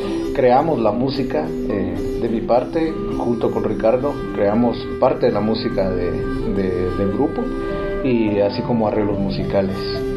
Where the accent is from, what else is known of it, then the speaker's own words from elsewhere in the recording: Guatemala; lo que es la marimba guatemalteca, un instrumento nacional de nuestro país